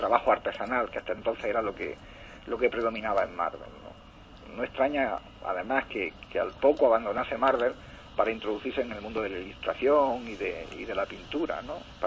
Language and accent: Spanish; La Carolina, Andalusia, Spain; en mi pueblo, por ejemplo, yo soy de un pueblo de Jaén, de la Carolina